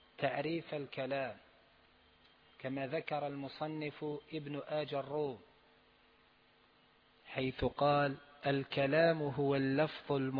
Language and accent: Arabic; Algeria; نحن عندنا في الجزائر يقال حرف جر ويقال اسم مجرور